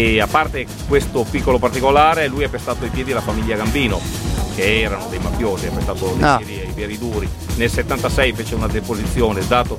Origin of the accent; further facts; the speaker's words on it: Curtatone, Lombardy, Italy; vengo da Mantova, da Buscoldo di Curtatone precisamente.